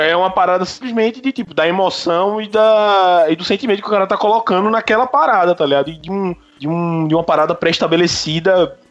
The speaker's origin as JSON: {"language": "Portuguese", "region": "Pernambuco", "country": "Brazil", "said": "Eu sou de Pernambuco"}